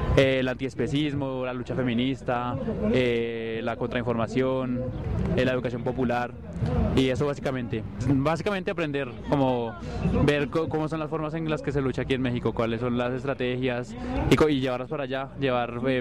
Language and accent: Spanish; Colombia; Vengo de Colombia